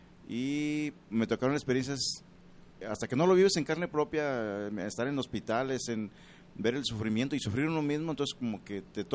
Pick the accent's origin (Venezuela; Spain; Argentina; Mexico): Mexico; Cuauhtémoc, Colima; also born or lived in Guadalajara; primeramente yo nací aquí en Guadalajara. Pero fui, me llevaron al estado de Colima, y allá viví toda mi infancia.